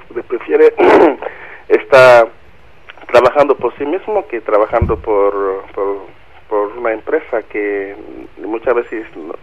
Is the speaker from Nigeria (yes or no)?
yes; Nigeria; now in London, United Kingdom; Soy de Nigeria.